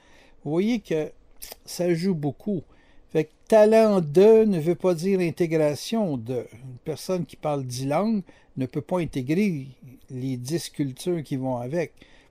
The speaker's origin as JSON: {"language": "French", "region": "Quebec", "country": "Canada", "said": "Moi, je suis québécois."}